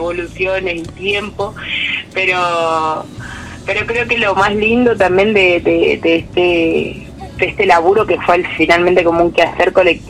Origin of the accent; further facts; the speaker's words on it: Salsipuedes, Córdoba, Argentina; nosotros somos de Salsipuedes y de Sierras Chicas.